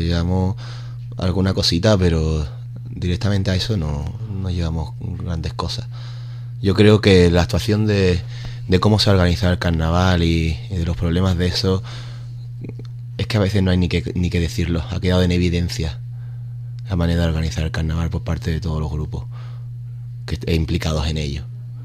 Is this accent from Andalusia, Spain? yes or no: yes; Ubrique, Andalusia, Spain; now in Bristol, United Kingdom; En Bristol somos 7 tíos de Ubrique.